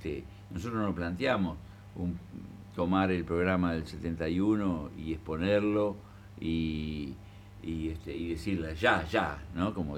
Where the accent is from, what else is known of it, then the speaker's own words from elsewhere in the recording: Paysandú, Uruguay; yo quiero hablar de mi pueblo, dije en la reunión, que es ese Paysandú.